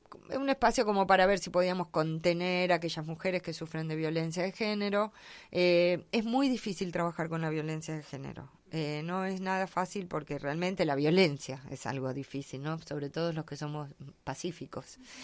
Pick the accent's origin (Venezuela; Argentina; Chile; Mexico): Argentina; La Pampa; yo que vengo de La Pampa también